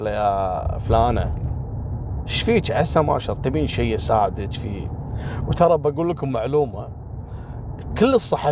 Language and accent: Arabic; Kuwait; احنا كويتيين قليل في شارع الصحافه